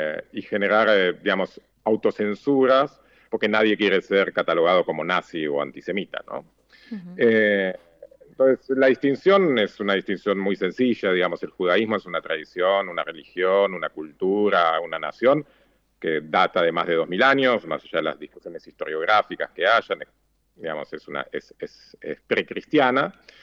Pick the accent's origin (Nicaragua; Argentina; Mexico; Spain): Argentina; also born or lived in Israel; yo soy judío y además soy israelí, nací en Israel hace 44 años, viví mi primera infancia ahí, después volví con mis padres a Argentina, mis padres son argentinos